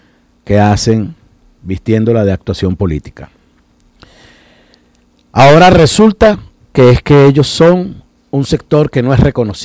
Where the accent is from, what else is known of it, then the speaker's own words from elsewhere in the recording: Venezuela; nuestras reflexiones cotidianas como venezolanas y venezolanos sobre los temas de interés común